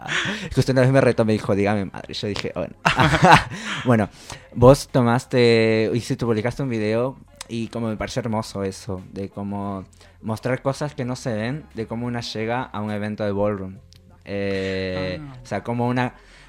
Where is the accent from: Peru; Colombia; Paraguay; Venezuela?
Peru; now in Argentina; yo vengo de la escena de Perú.